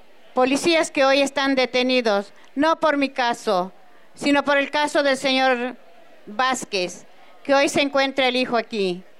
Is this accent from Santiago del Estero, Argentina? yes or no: yes; Santiago del Estero, Argentina; Soy de Santiago del Estero. … Soy madre de Claudio Luis Corbalán